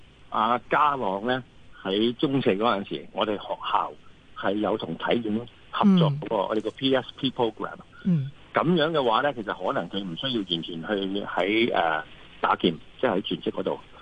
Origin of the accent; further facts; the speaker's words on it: Hong Kong; 作为一个香港人